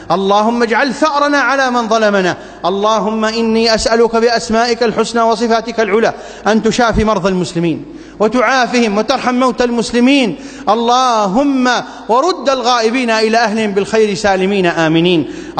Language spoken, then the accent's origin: Arabic; Iraq; اللهم ابسط الأمن والأمان في بلادنا العراق